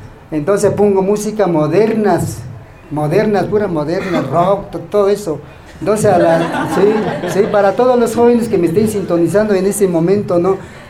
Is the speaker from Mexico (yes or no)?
yes; San Ildefonso, Mexico; Sí, soy nativo de San Ildefonso, yo nací en San Ildefonso. Nací honestamente en una cuna de Ayate, allá en la comunidad de San Ildefonso. Nosotros hablamos la lengua ñañú